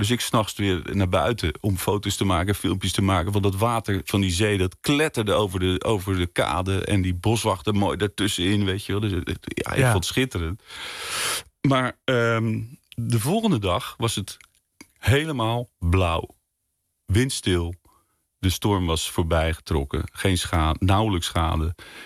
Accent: Leiden, South Holland, Netherlands; Ik ben een Leienaar, zoete Woudenaar.

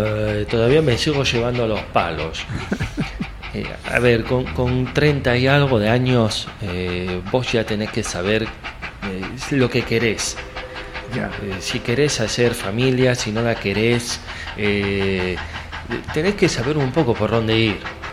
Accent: Carro Quemado, La Pampa, Argentina; de mi pueblo, ¿no? De allá, de Carro Quemado, vino a Buenos Aires.

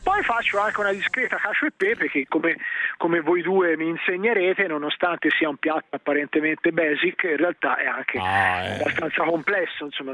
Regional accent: Tuscany, Italy; moved away; essendo un toscano trasferta da lustri

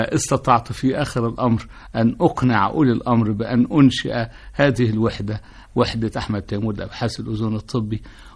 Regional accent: Egypt; وأنا كأي مصري شديد الزهو بكوني مصري جنسي.

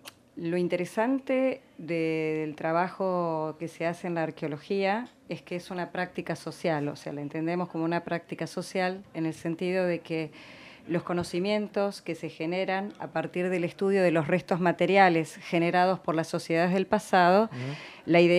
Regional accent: La Plata, Buenos Aires Province, Argentina; born there; Yo nací acá, en La Plata, uh-huh. y desde muy chica quise saber quiénes habían vivido antes acá.

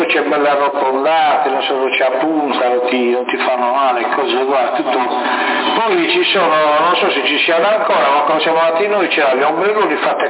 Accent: Sardinia, Italy; siccome siamo sardi vogliamo vedere il tutto della Sardegna.

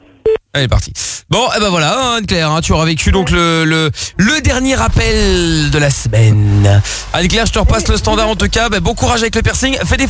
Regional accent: Portugal; on est parti en vacances, moi je suis parti chez moi au Portugal, elle est partie avec ses parents, je sais plus où.

